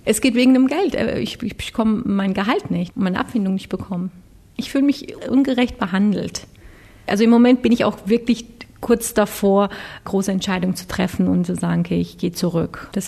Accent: Turkey; da ich als Türkin mit einem deutschen Kopf so überlegt habe

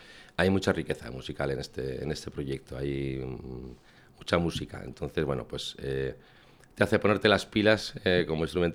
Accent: Tudela, Navarre, Spain; Y bueno, pues somos gente de Tudela

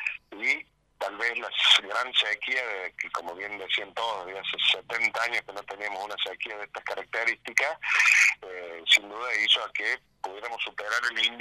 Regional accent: Sierra Chica, Buenos Aires, Argentina; los nativos que somos de acá de Sierra Chica, ya estamos como acostumbrados a la situación hídrica

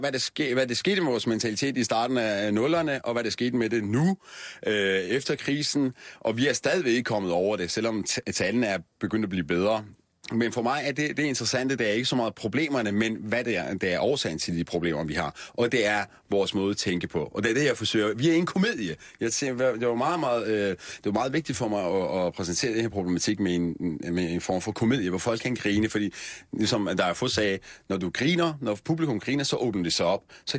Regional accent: Vojens, Region of Southern Denmark, Denmark; Vojens, jeg kommer selv fra Vojens. Jeg vokset op i Vojens, mine forældre boede i Vojens i 80'erne.

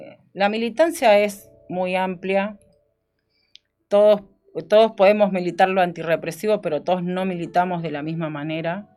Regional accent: Bahía Blanca, Buenos Aires Province, Argentina; ahí en mi barrio, donde me crié, en Bahía Blanca, en el barrio kilómetro 5.

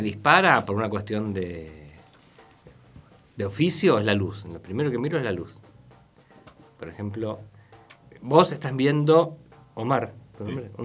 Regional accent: El Bolsón, Río Negro, Argentina; No, acá en Bolsón, yo soy de Bolsón.

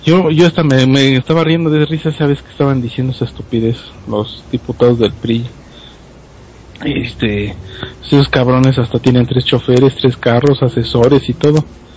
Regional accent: Mexico; los rezagos que tenemos como pueblo mexicano son demasiados

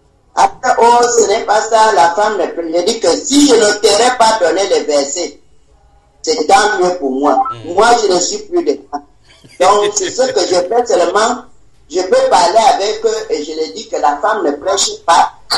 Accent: Gabon; Comment je ne dis pas les gens que je suis venu du Gabon

